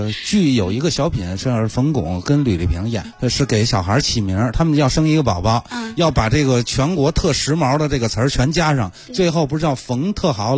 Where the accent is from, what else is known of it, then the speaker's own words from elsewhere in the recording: Beijing, China; 我们北京人